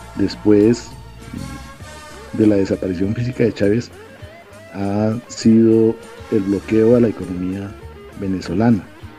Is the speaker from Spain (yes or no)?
no; Colombia; yo, como revolucionario colombiano